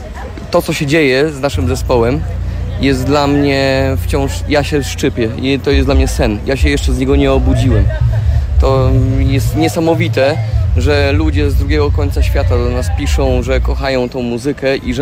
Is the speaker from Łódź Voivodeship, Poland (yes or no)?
no; Staszów, Świętokrzyskie Voivodeship, Poland; now in London, United Kingdom; obydwaj pochodzimy z Polski południowo-wschodniej, ja Staszów, Majer Sanok